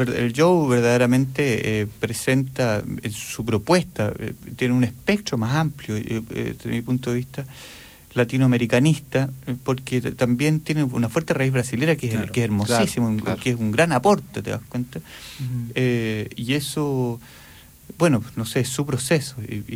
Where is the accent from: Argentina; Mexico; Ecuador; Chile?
Chile; Si yo soy chileno, lo que toco suena chileno